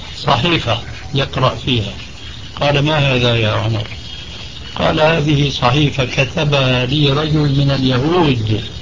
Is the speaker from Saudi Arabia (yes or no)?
no; Syria; بعض العبارات التي مع الأسف تلقفها بعض العامة عندنا في سوريا